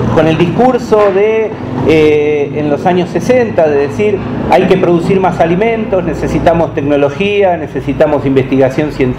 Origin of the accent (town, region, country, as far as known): Marcos Paz, Buenos Aires Province, Argentina